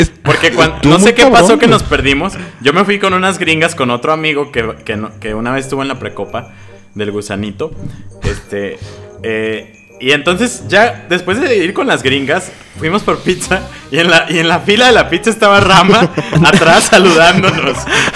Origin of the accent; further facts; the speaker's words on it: Mexico; Somos mexicanos, nos tienen miedo, güey.